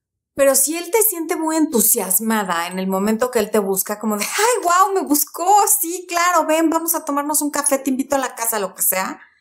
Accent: Mexico; Cuando era niña aquí en México, en televisión abierta había nada más

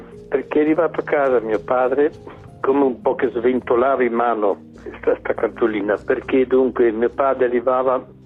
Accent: Venice, Veneto, Italy; Io sono nato proprio nella casa dove abitavamo, a Venezia, il sestiere a Dorso Duro. Io sono veneziano

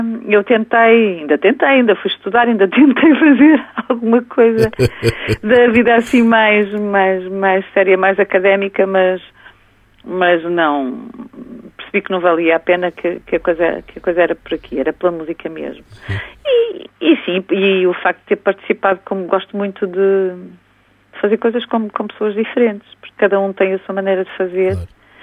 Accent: Santarém, Portugal; na minha eliminatória da minha terra, onde eu nasci, em Santarém.

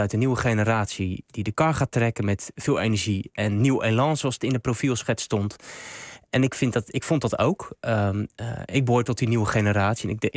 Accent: Rotterdam, South Holland, Netherlands; ik heb vroeger in mijn jeugd in Rotterdam-Zuid wel heel veel gevoetbald met alle jongens in de jeugd.

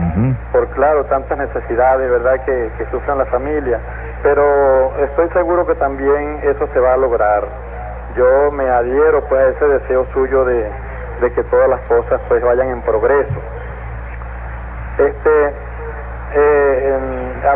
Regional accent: La Asunción, Nueva Esparta, Venezuela; De aquí, de la Asunción.

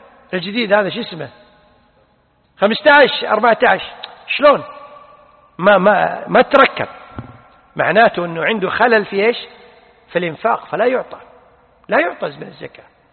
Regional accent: Kuwait; لذلك عندنا في الكويت الآن المطلقات والأرامل لهم معاشات

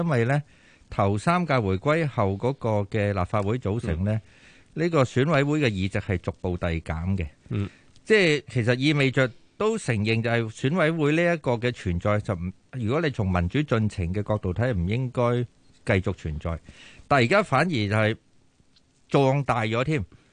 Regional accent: Hong Kong; 我哋香港人拗过

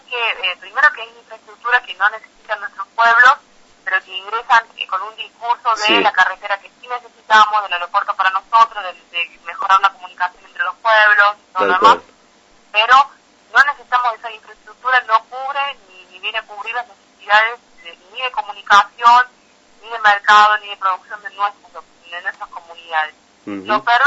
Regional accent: La Rioja, Argentina; nosotros como riojanos queremos que también a nivel nacional

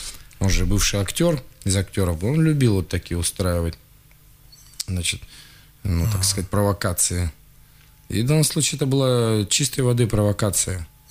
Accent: Siberia, Russia; я из Сибири.

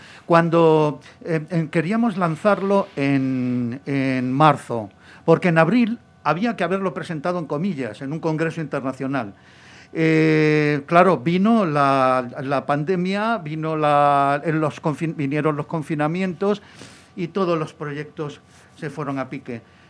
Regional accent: Granada, Andalusia, Spain; moved away as an adult; now in Madrid, Spain; yo me vine a Madrid en el año 68 para seguir mis estudios de ingeniería, porque allí no había escuela de ingenieros

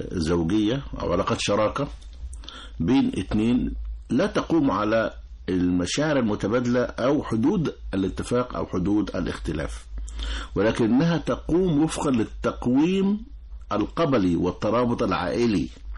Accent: Upper Egypt, Egypt; 27 ده يعتبر كبير في بلدنا الصعيد

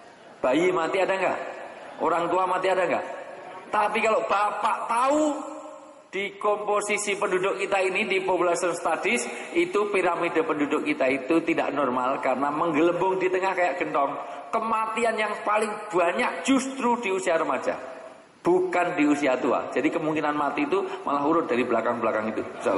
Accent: Java, Indonesia; saya dahulukan yang tua, karena saya orang Jawa

